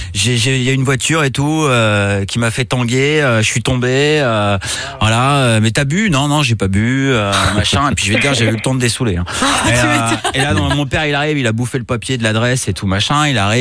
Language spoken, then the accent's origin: French; Brittany, France; je te rappelle que je suis breton.